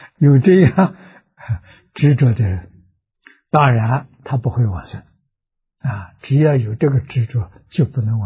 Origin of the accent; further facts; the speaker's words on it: China; 我们中国人讲说贵相啊，富贵相啊